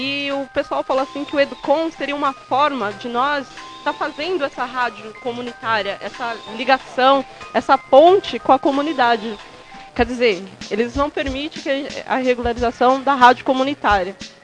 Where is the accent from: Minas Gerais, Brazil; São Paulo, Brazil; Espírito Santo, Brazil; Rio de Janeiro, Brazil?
Minas Gerais, Brazil; Tiradentes; eu sou da cidade de Tiradentes, faço parte de um grupo que está tentando montar uma rádio comunitária.